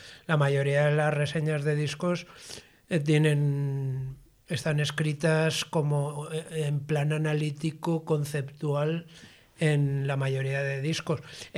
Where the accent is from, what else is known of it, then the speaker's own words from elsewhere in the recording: Valencia, Valencian Community, Spain; como valenciano y como pretendiente de que donde vivo sea un lugar acogedor, hospitalario